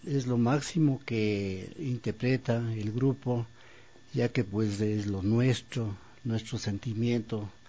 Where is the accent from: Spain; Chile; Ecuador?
Ecuador; Píllaro, Tungurahua; yo soy de Píllaro, provincia del Tungurahua